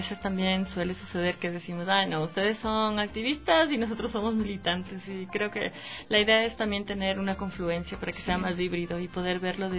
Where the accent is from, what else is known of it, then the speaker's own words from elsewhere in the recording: Puyo, Pastaza, Ecuador; also born or lived in Riobamba; yo particularmente soy amazónica andina. Uh-huh. Nací en Riobamba y viví en el Puyo desde que tengo 2 años.